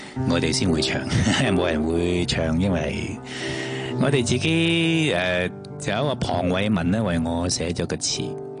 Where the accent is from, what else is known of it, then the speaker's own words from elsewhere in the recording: Hong Kong; 希望咧，即系我哋香港人咧，即系自己都同头先嗰个意念一样啦，保护翻我哋香港嘅所有，所有嘅郊野公园